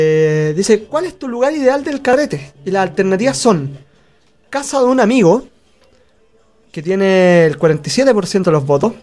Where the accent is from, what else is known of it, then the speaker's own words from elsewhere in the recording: Ñuñoa, Santiago Metropolitan, Chile; Bueno, nosotros somos de Ñuñoa.